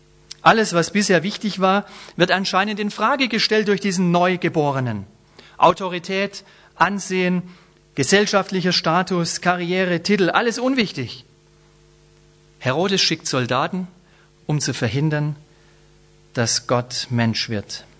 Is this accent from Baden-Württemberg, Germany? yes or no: yes; Baden-Württemberg, Germany; Ich bin Schwabe, will nicht Franke werden. Bin's schon ein bisschen. Mein Vater ist gebürtiger Franke. Brauche ich gar nicht mehr werden, bin ich schon ein bisschen. Bin Schwabe, will nicht Bayer werden.